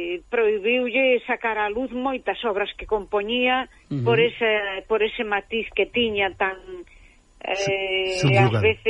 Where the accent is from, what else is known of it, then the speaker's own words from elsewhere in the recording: Galicia, Spain; Pois aí estamos, name como dous galegos, un galego e unha galega na mesma onda